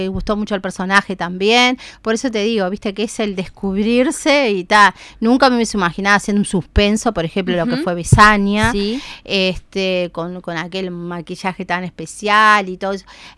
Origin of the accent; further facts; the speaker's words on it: Uruguay; como tú uruguayo siempre dejamos todo para un momento